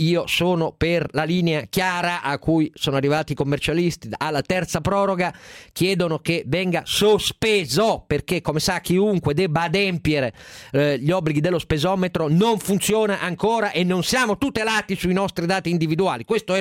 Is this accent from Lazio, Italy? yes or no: no; Turin, Piedmont, Italy; Io sono torinese, il Punta Mess fa parte della mia tradizione